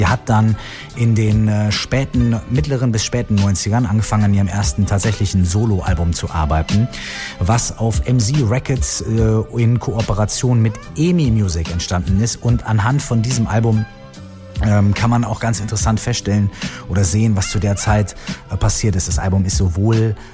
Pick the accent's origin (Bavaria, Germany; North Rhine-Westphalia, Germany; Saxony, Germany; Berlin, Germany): North Rhine-Westphalia, Germany; Minden; einer kleinen Stadt in der Nähe von Minden, meiner Heimatstadt, die ja auch eine kleine Stadt, also auch ein Kaff, könnte man ja auch sagen, ist.